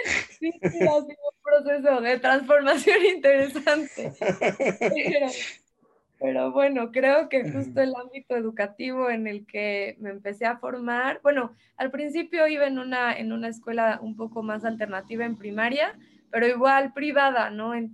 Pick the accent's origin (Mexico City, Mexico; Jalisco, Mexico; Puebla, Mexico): Puebla, Mexico; now in San Cristóbal de las Casas, Mexico; hoy les hablo desde San Cristóbal de las Casas, desde Chiapas, pero yo soy de Puebla, nací y crecí en Puebla, que Puebla es un estado que está muy cerca de la Ciudad de México, y crecí en la ciudad, en el ámbito urbano